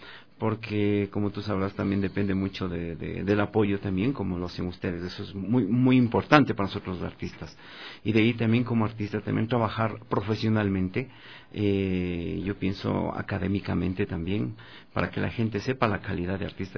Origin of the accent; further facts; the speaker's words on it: Quito, Pichincha, Ecuador; Bueno, soy de aquí de Quito. Nací en el año de 1973, 10 de diciembre.